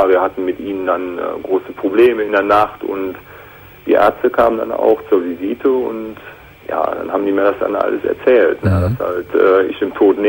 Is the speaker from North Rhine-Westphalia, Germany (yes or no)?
yes; Aachen, North Rhine-Westphalia, Germany; Und ich komme aus der Region von Aachen.